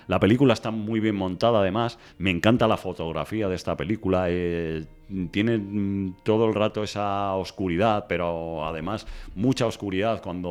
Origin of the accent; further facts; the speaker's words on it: Spain; como somos los españoles, ¿no?